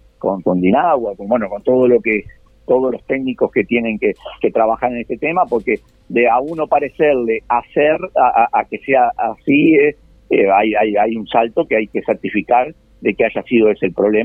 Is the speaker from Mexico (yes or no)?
no; Uruguay; porque todos no somos giles, los uruguayos, cuando sabemos que lo multaron el de adelante, nosotros vamos despacio